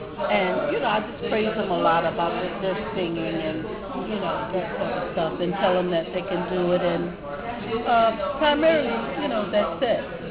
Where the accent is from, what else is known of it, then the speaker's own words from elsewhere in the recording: the South, United States; because I'm like from the South, the old school.